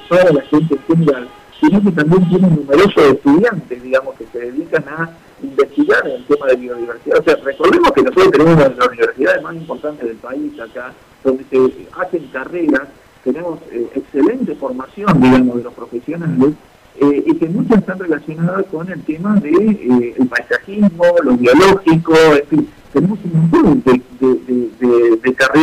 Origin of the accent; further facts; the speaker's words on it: Santa Fe, Argentina; decimos que somos santafesinos y que tenemos los ríos y demás